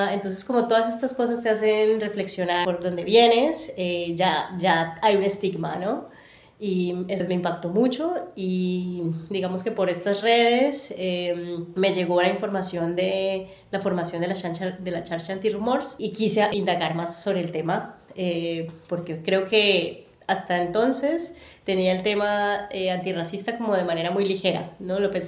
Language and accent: Spanish; Colombia; moved away as an adult; now in Barcelona, Spain; Soy colombiana, llevo, cumpliré en septiembre 7 años de vivir en Barcelona.